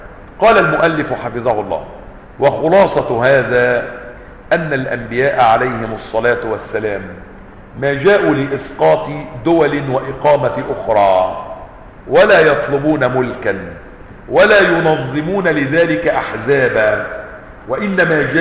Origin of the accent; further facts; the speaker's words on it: Upper Egypt, Egypt; الذي يقال عنهم عندنا في الصعيد المطاريد